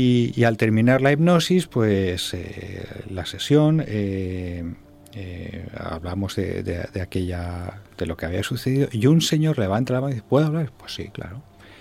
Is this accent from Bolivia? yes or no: no; Albacete, Castilla-La Mancha, Spain; te voy a contar que en una hipnosis pública en mi tierra, en Albacete